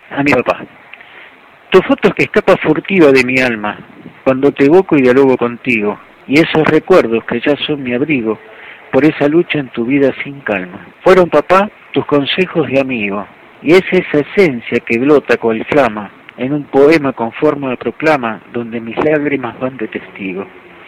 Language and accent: Spanish; Mataderos, Buenos Aires, Argentina; also born or lived in Caballito; Yo viví... No nací en Caballito. Y de chiquito fui, bueno, de nacido fui a vivir a la República de Mataderos.